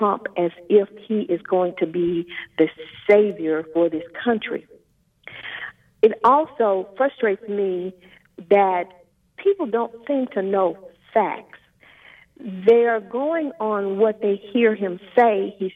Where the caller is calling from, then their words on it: Houston, Texas, United States; Yes, I am calling from Texas